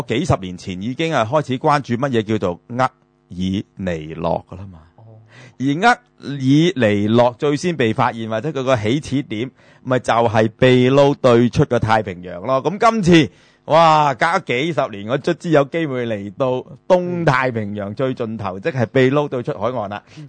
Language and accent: Cantonese; China; 我哋中國人就好多嗰時因為賣豬仔啦